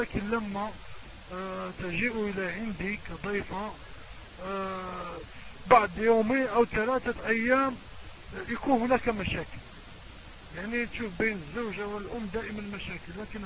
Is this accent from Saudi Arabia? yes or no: no; Morocco; نحن من المغرب نتكلم ونبلغ سلامنا الحار الى جميع الشعوب العربية